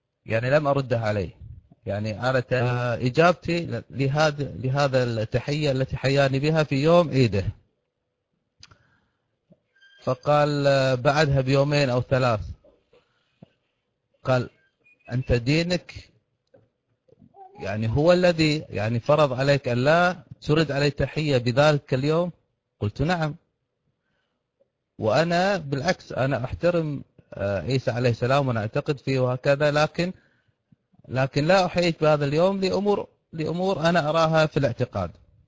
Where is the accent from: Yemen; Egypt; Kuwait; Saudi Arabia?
Kuwait; هناك متجر كبير عندنا في الكويت.